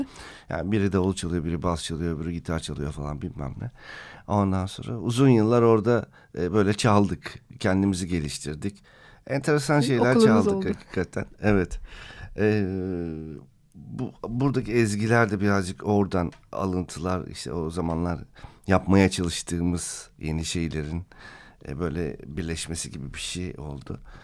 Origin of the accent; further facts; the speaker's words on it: Istanbul, Turkey; Merdivenli Köz Sokak benim Anadolu Hisarı'nda doğup büyüdüm sokak. Anadolu. Numara birde otururduk.